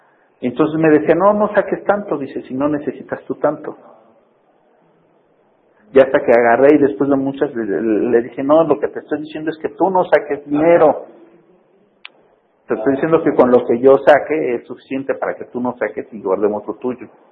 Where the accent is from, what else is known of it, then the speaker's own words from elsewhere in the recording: Mexico; a nosotros como mexicanos, ahí es donde más nos puede afectar